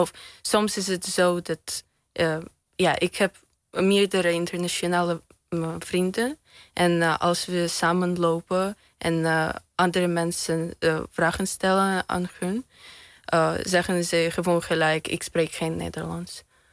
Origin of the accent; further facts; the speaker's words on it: Russia; Dutch is a second language; En als ik zeg, ja, ik kom uit Rusland